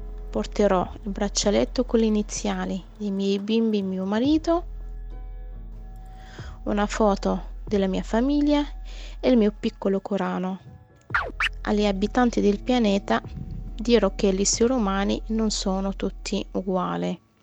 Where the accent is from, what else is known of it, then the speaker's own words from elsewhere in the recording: Morocco; Italian is a second language; now in Salerno, Italy; sto bene già a Salerno. Io sono nata in Marocco, i miei sono marocchini. Quando mi chiedono da dove sono, rispondo sempre con sono del Sahara.